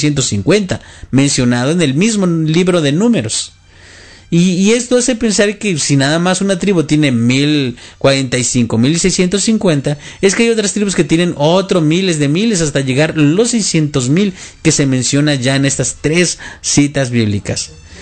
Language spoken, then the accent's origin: Spanish; Mexico; para los que somos mexicanos, una de las ciudades más grandes es el Distrito Federal